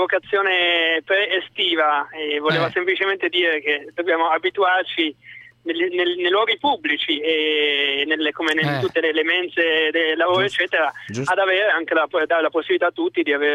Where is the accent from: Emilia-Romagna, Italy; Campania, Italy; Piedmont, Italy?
Emilia-Romagna, Italy; Parma; io sono cresciuto a Parma, dove insomma i salumi sono il primo piatto